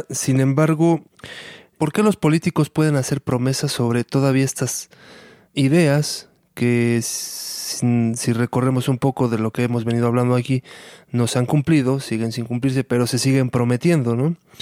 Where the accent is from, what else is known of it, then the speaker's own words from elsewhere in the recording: Mexico; se está transgrediendo todo esto de nuestro devenir como sociedad mexicana, como hijos del maíz